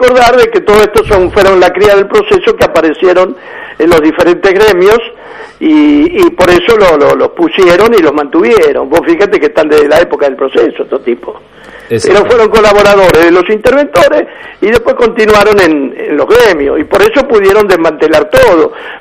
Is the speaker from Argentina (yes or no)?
yes; Argentina; Soberanos pelotudos somos los argentinos, que nos dejamos engrupir.